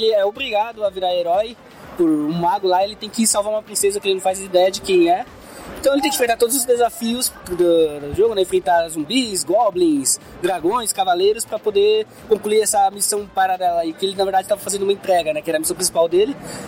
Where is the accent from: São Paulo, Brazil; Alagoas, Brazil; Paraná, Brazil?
São Paulo, Brazil; nós somos de São Paulo, né? Eu moro na Zona Leste de São Paulo